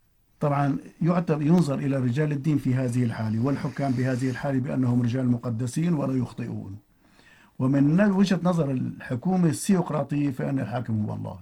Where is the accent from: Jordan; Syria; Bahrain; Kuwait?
Syria; يعني ليس عندنا في سوريا فقط وإنما